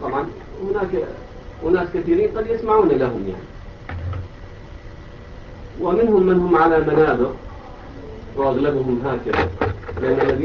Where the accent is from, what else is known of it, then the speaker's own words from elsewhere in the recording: Iraq; احنا من العراق والان نواجه من الافكار الحديثه